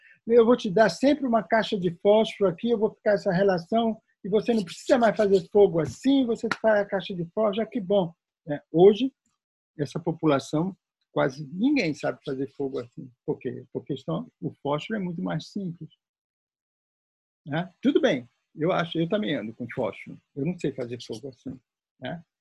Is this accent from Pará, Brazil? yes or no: yes; Alenquer, Pará, Brazil; also born or lived in Baixo Amazonas; Eu nasci no Baixo Amazonas, eu me criei numa cidade chamada Alenquer.